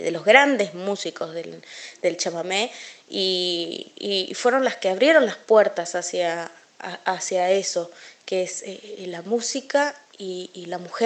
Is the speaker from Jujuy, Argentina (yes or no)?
no; Corrientes, Argentina; also born or lived in Buenos Aires; yo soy de aquí de Buenos Aires, nací acá en Buenos Aires, pero me crié en Corrientes, allá en. Estuve un tiempo viviendo con mis abuelos. Sé lo que es la vida de campo realmente